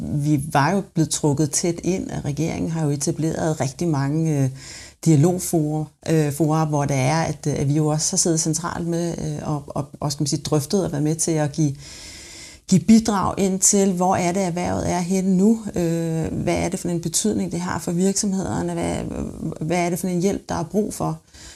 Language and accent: Danish; Capital Region of Denmark, Denmark; du kunne måske have sagt, at jeg kommer fra Bornholm. Det er jo i den grad en turismeø, hvor vi lever med og af turismen, så det har jeg fået med mig fra barnsben af.